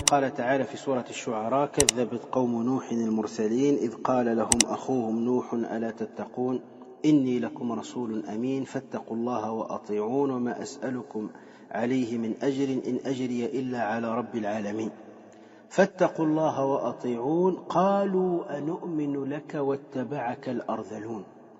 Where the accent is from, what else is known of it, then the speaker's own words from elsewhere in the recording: Tunisia; أنا أعرف رجلا صوفيا عندنا في تونس